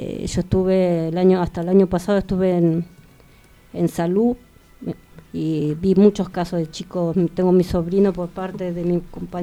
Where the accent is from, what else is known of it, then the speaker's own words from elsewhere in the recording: Buenos Aires, Argentina; Yo soy de La Boca con mi compañero